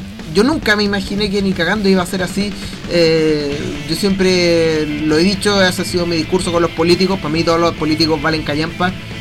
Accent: Chile; nosotros que somos chilenos y que estamos al final del mundo.

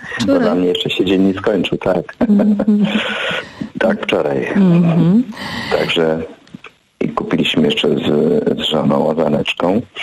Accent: Rzeszów, Subcarpathian Voivodeship, Poland; born there; Urodziłem się w Rzeszowie.

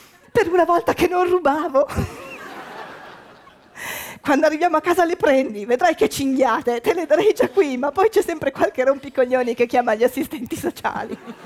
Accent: Milan, Lombardy, Italy; born there; now in Turin, Italy; Io sono mezza milanese, mezza veneta, mezza è impossibile. Comunque sono mezza veneta, mezza emiliana, nata a Milano, trapiantata a Torino, non c'è una vocale che io azzecchi

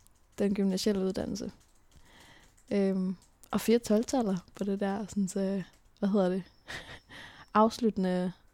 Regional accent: Tisvilde, Capital Region, Denmark; Men jeg er opvokset i Tisvilde, og det var bare en af de smukkeste dele af mit liv.

